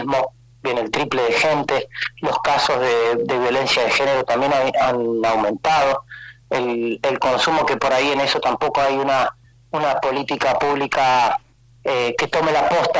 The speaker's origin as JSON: {"language": "Spanish", "region": "Buenos Aires", "country": "Argentina", "tie": "born or raised there", "said": "yo soy oriundo de Buenos Aires, yo trabajé en comunidades terapéuticas allá y vine en el año 2010."}